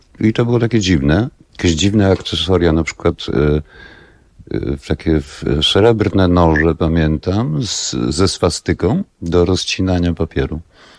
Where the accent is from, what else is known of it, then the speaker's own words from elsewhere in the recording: Wrocław, Lower Silesian Voivodeship, Poland; born there; ja urodziłem się we Wrocławiu, kiedy się urodziłem, rodzice mieszkali na Placu Solnym we Wrocławiu, czyli to jest taki drugi ryneczek, Rynesio.